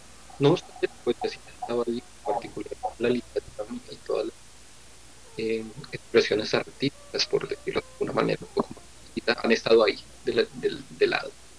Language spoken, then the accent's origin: Spanish; Bogotá, Colombia; Básicamente puedo decir que soy de Bogotá. Resido aquí en Bogotá.